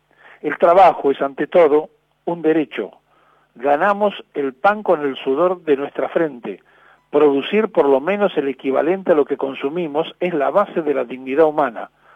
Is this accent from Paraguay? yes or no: no; Argentina; Traicionaríamos la inteligencia de la historia, y en esto somos expertos los argentinos